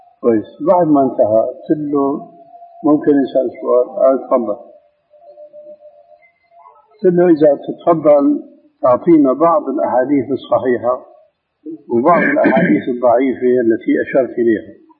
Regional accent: Damascus, Damascus Governorate, Syria; قالوا ناس عندنا في دمشق يعمل حلقة

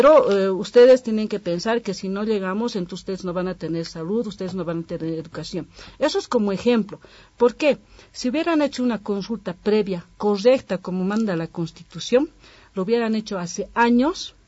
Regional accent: Bolivia; porque desde luego que como bolivianos queremos que la gente de allá disfrute de estos derechos constitucionales

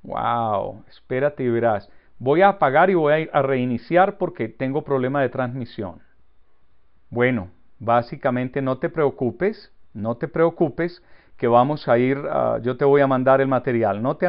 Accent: Antioquia, Colombia; estoy actuando como buen colombiano y de mi región, que es Antioquia, y nos llaman paisas, estoy muy paisa.

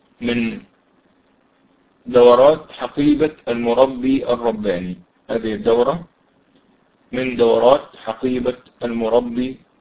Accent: Mansoura, Dakahlia, Egypt; طبعا أنا من المنصورة، فالدور لو في دور في المنصورة أو جوار أو قريبة من المنصورة

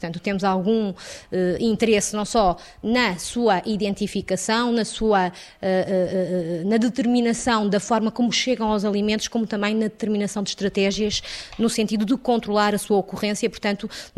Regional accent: Norte, Portugal; eu também sou transmontana e os transmontanos são, por natureza, afáveis

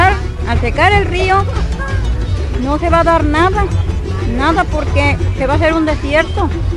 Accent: Tlaltetela, Veracruz, Mexico; Yo soy de Tlaltetela.

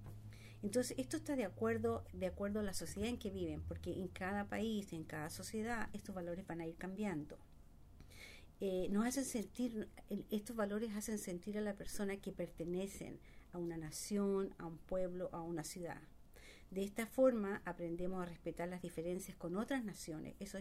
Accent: Chile; moved away; Originalmente yo soy de Chile. Vine acá hace como 20 años, 25 años.

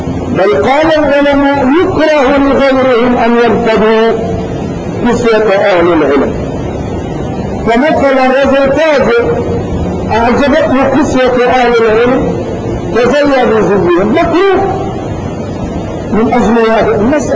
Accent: Morocco; في بلادنا المغرب

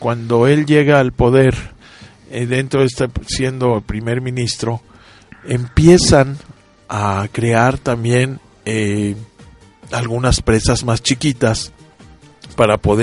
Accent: Mexico; por lo menos en México, jamás en la vida de mi vida como mexicano he comido un dátil fresco.

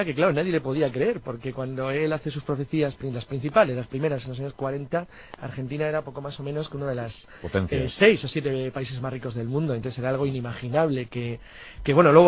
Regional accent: Cantabria, Spain; Pero vamos, básicamente soy cántabro.

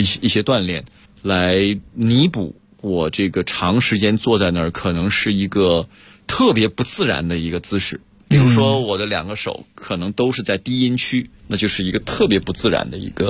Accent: China; 但是因为咱们中国人的传统是这样，咱们中国人传统讲的是招牌菜

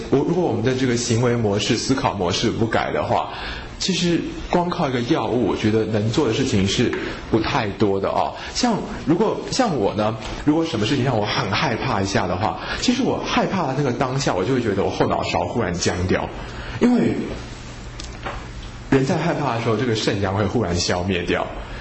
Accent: Taiwan; 可是我们台湾人去旅行呢，就觉得哇好脏啊好恐怖哦

